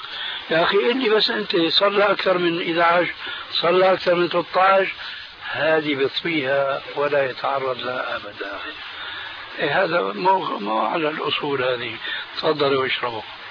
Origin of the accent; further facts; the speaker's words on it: Syria; كما يقولون عندنا في الشام